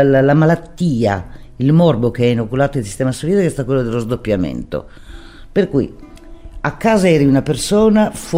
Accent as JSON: {"language": "Italian", "town": "Brindisi", "region": "Apulia", "country": "Italy", "tie": "born there", "said": "Io che sono nata a Brindisi ho detto santa pace, più della metà dei brindisini"}